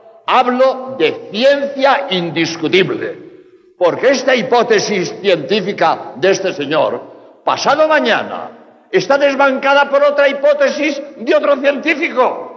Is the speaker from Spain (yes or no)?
yes; Spain; now in Mexico; No sé, aquí en México, en España, de donde vengo, nos machacan los medios de comunicación repitiendo a todas horas